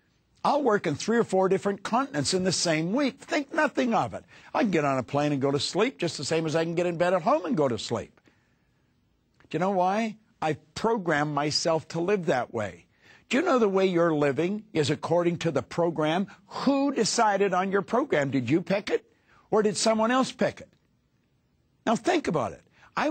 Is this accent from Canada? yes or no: yes; Ontario, Canada; I was born and raised in Northern Ontario in Canada.